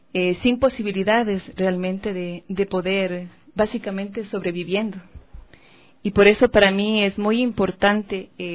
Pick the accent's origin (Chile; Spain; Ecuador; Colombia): Ecuador; Quito, Pichincha; A los 4 años nos trasladamos a la ciudad de Quito, por eso tú debes ver, yo crecí con padres adoptivos justamente por esta situación, y crecí con ser lejos de mis hermanos, lejos de papá y de mamá, y claro, al venir acá a la ciudad, a la capital